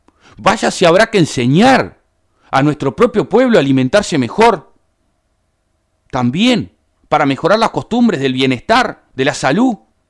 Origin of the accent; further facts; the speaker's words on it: Uruguay; Somos todos los uruguayos los propietarios de las frecuencias.